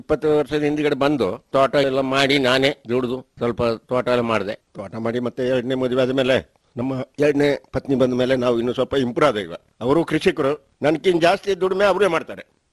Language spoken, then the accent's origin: Kannada; Karnataka, India; ಹಾಗೆ ನನ್ನ ಸ್ವಂತ ಊರಿಗೆ ಬಂದು ನಾನು ಕೊಡಗಿನಲ್ಲಿ ದೇವಸ್ತೂರು ಗ್ರಾಮದಲ್ಲಿ ಹಾಲಿಯಾಗಿ ಒಳೆದು ತೋಟಗಳನ್ನು ಮಾಡಿಕೊಂಡು